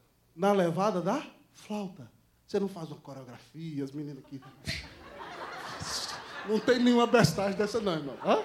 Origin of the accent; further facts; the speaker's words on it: Brazil; Então, irmão, nós somos brasileiros.